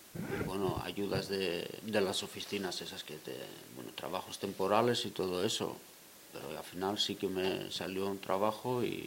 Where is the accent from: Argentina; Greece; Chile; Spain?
Greece; Yo vengo de Grecia.